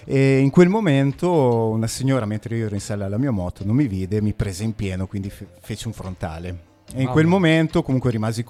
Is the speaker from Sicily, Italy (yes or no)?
no; Alfonsine, Emilia-Romagna, Italy; also born or lived in Massa Lombarda; now in Forlì, Italy; Sono nato a Massa Lombarda, però vivevo ad Alfonsine all'epoca